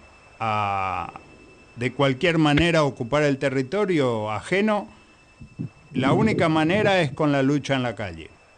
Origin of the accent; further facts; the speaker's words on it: Paraguay; somos todos paraguayos y todos nos tenemos que ayudar